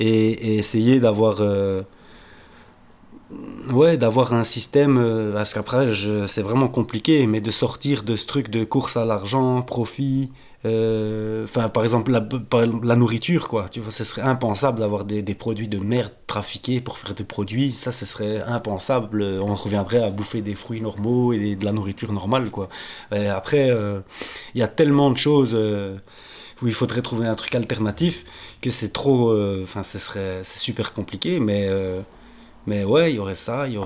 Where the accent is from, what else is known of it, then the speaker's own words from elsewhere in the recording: Brussels, Belgium; parce que moi je suis bruxellois